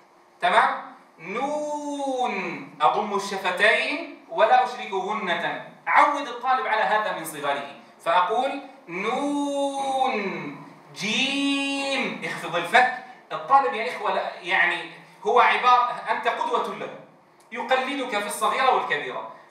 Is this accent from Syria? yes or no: yes; Syria; في لهجتنا مثلا نحن نقول همزة همزة، أو همزي كما في بعض مناطقنا في سوريا